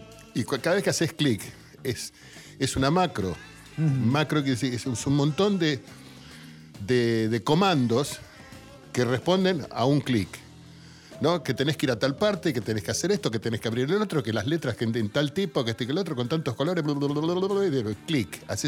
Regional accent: Buenos Aires, Argentina; yo me crié en Barracas, yo me crié en un barrio de tango.

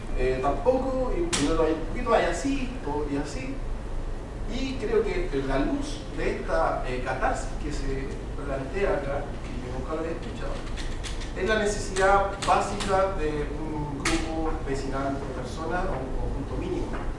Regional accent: Chile; parte de una autocrítica que me he hecho como chileno y en mi entorno social

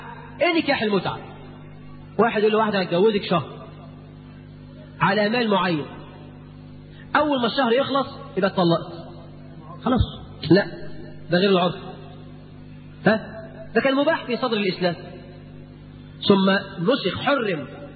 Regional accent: Egypt; قرات في جريده جريده في هنا عندنا في مصر

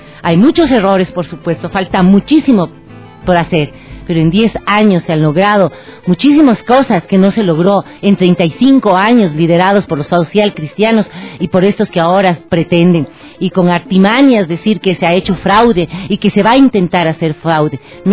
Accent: Ecuador; Eso tenemos que exigir como ecuatorianos

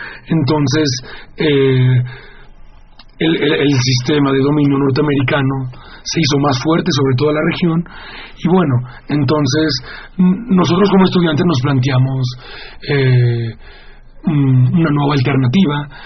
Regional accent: Mexico; nosotros como mexicanos nos interesó mucho integrarnos

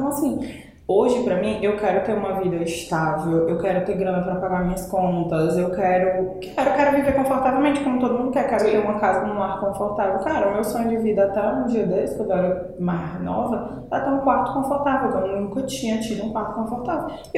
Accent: Espírito Santo, Brazil; moved away; Eu morava no Conjunto Esperança. Morei mais de 20 anos lá. Eu nasci no Espírito Santo. Morava num bairro muito periférico lá. Mais ainda do que o Conjunto Esperança. Vim pro Ceará, morei no Carro do Pompona, fui pro Conjunto Esperança, morei 20 anos lá.

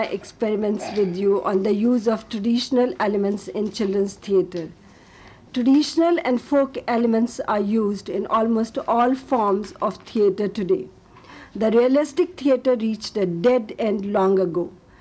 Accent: Punjab, India; I come from Punjab, and I studied most of the time in the northern India.

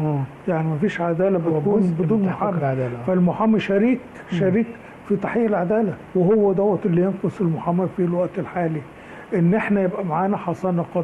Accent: Egypt; ان احنا مصريين وعايشين في مصر وبنحب مصر

